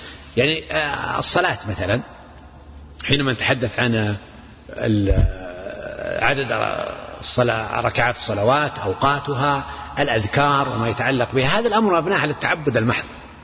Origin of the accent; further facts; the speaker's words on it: Najd, Saudi Arabia; يعني عندنا مثلا عندنا في نجد بعض البيئات يسمون الأم